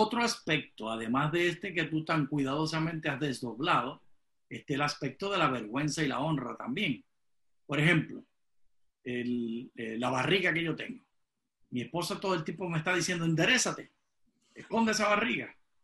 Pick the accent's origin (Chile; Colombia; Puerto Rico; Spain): Puerto Rico; mi esposa es dominicana y yo soy puertorriqueña.